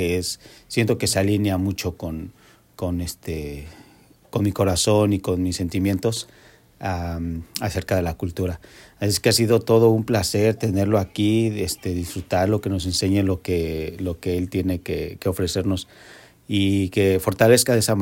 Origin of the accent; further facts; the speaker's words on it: Mexico; Nosotros como mexicanos tenemos ese gran poder, ¿no? Venimos de civilizaciones impresionantes